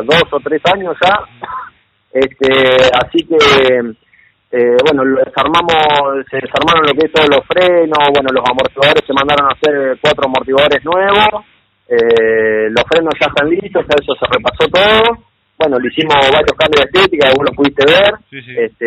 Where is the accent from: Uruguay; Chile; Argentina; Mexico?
Argentina; Coronel Dorrego, Buenos Aires Province; De Coronel Dorrego.